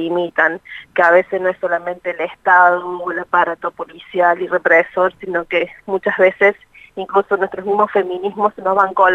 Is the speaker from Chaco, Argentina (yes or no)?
no; Córdoba, Argentina; soy de Córdoba, si me quieras, Córdoba.